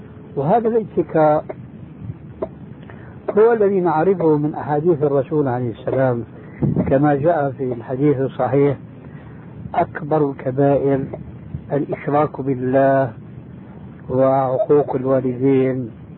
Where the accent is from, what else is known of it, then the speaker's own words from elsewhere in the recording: Syria; كما يقولوا عندنا في الشام بدها الزكتاف